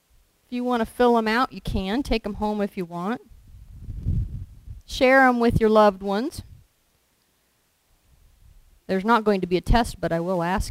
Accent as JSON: {"language": "English", "town": "Lewisburg", "country": "United States", "tie": "born or raised there", "said": "I grew up in the Methodist church in town in Lewisburg."}